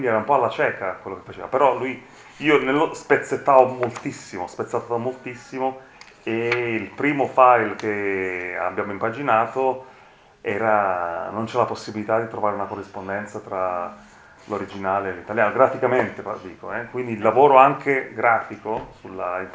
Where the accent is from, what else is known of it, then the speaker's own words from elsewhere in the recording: Naples, Campania, Italy; moved away; da napoletano... Che è emigrato. Io ho studiato a Bologna